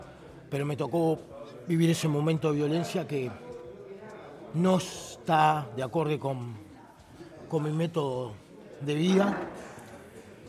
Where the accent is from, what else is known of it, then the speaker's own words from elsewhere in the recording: San José, Uruguay; Yo soy de San José, venía a trabajar a Montevideo, hacía 200 kilómetros todos los días para trabajar.